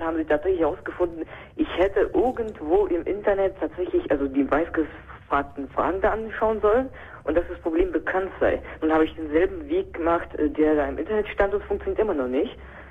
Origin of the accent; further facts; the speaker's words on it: Moscow, Russia; German is a second language; now in Germany; Nein, ich komme aus Moskau, aus Russland, ja.